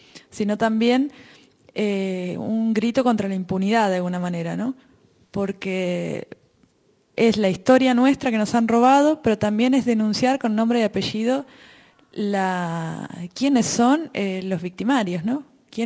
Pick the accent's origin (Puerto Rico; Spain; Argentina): Argentina; yo soy de Argentina y allá también tuvimos una dictadura militar